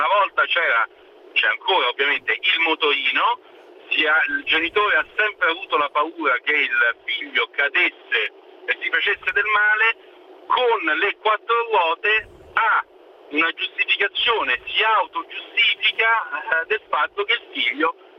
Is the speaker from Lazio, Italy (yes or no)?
yes; Rome, Lazio, Italy; io sono di Roma, Roma è invasa